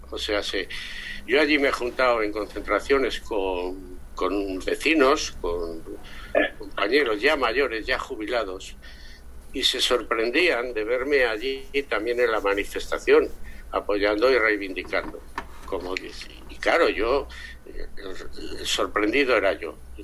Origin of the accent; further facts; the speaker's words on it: Zaragoza, Aragon, Spain; pues soy de Zaragoza